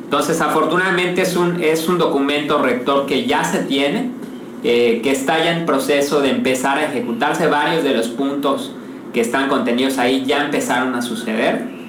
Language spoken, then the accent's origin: Spanish; Yucatán, Mexico; para que todos como yucatecos y como empresarios que nos escuchan, conozcamos pues las iniciativas